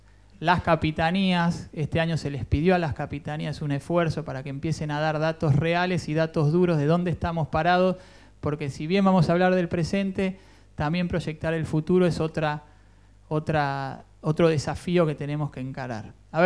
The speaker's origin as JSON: {"language": "Spanish", "country": "Cuba", "said": "por ahí más como abogado y como cubano, para dónde va esto"}